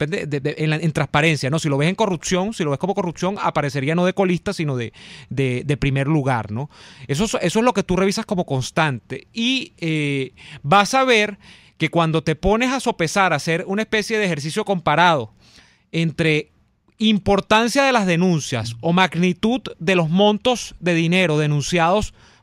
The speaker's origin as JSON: {"language": "Spanish", "country": "Venezuela", "said": "le decepciona a uno muchísimo cuando se viene al plano local y se mira uno en el espejo como venezolano"}